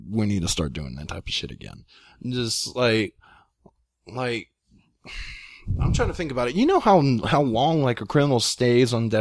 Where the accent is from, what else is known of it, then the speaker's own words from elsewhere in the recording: Texas, United States; I'm Texan. Hell yeah.